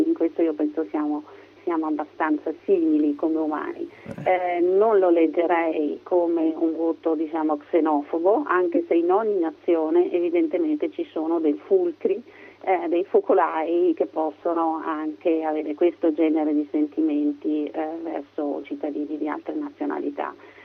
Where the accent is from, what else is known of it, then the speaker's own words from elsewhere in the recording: Switzerland; calato in un periodo in cui purtroppo la crisi economica ha toccato tutti, seppur con meno intensità, il mio paese.